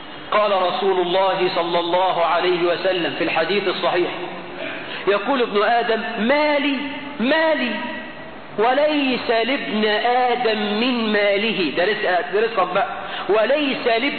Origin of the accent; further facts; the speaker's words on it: Egypt; عندنا في مصر